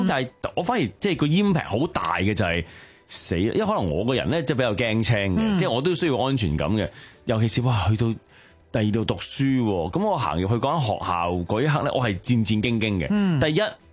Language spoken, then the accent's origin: Cantonese; China; 譬如我哋中國人咧，就可能咧，你買嗰啲二手書咧，就會間曬噶嘛。